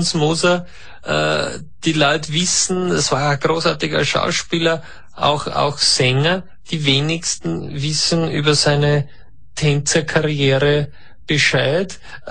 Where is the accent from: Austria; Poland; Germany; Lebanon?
Austria; Bei uns in Österreich sagt man ja Tischler.